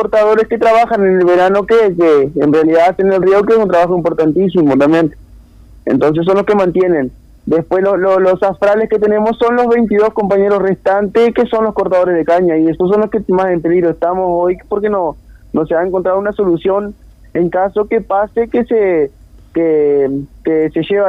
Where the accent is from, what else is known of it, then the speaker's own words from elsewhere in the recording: Bella Unión, Artigas, Uruguay; Aunque yo soy de Bella Unión, ¿verdad?